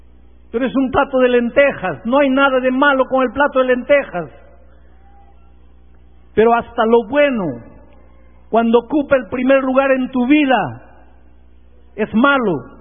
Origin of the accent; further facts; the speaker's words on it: Peru; yo soy peruano, nací en el Perú.